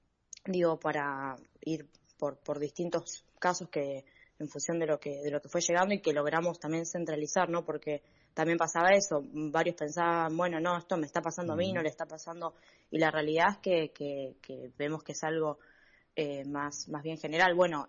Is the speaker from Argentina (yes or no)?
yes; Buenos Aires, Argentina; en mi caso yo soy de La Boca, estuve con problemas de agua